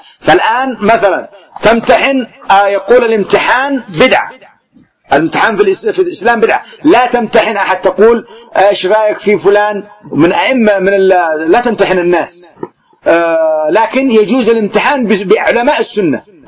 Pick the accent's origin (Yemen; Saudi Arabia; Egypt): Yemen; خاصة في بلدنا اليمن ما أمتحنه